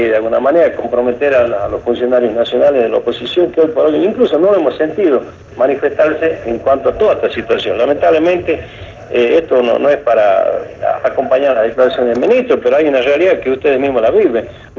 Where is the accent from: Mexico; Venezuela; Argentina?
Argentina; La Rioja; Yo creo que como riojano, si bien el otro año hay elecciones